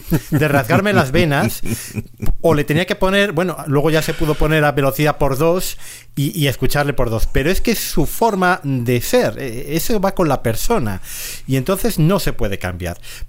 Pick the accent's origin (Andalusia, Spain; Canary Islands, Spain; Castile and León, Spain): Castile and León, Spain; Valladolid; ahora estamos … y yo, que somos los dos de Valladolid.